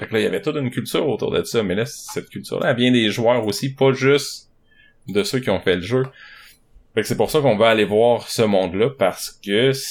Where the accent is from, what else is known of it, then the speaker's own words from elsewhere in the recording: Joutel, Quebec, Canada; j'ai déménagé beaucoup en Abitibi à plein de places. Puis, déjà, tu sais, j'ai grandi une partie de mon enfance à Joutel, un village qui n'existe plus aujourd'hui. Là, c'est un village minier, mais là, ça n'existe plus.